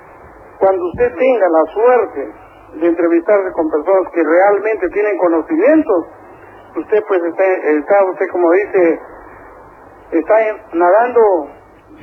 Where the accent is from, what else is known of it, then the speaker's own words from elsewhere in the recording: Santo Domingo, Santo Domingo de los Tsáchilas, Ecuador; No, yo no soy mexicano, no. Yo soy de la mitad del mundo, de Santo Domingo, Los Colorados, de Ecuador.